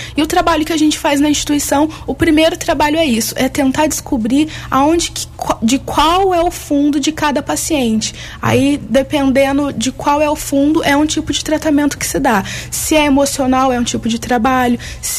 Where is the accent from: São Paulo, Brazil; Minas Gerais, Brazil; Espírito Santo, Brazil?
São Paulo, Brazil; Tapiratiba; após a formatura eu comecei um trabalho em Tapiratiba, que é a minha cidade natal